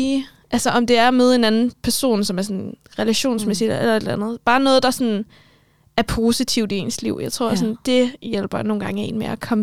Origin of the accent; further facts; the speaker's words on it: Capital Region of Denmark, Denmark; Jamen, jeg er opvokset på Bornholm, og de første 8 år af mit liv, der boede jeg hos min mor.